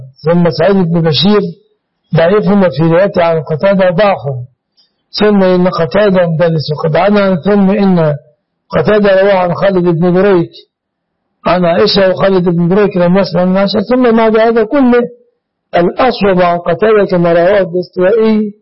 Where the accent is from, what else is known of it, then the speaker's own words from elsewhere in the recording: Egypt; هذا يتسمى جمعية عندنا في مصر.